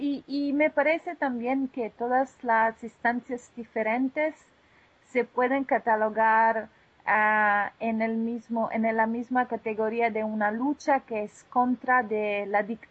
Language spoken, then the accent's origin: Spanish; Italy; Spanish is a second language; now in Philadelphia, United States; Y yo soy italiana, yo no soy gringa, no soy gringa